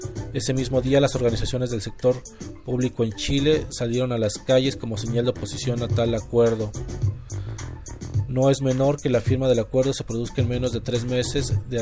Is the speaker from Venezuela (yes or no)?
no; Mexico; en donde nosotros como mexicanos estamos incluidos.